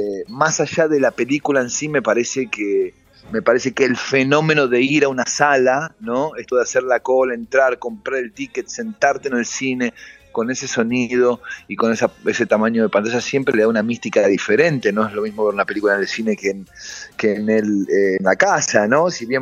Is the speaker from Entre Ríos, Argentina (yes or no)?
no; Buenos Aires, Argentina; por lo menos en Capital, que es de donde yo soy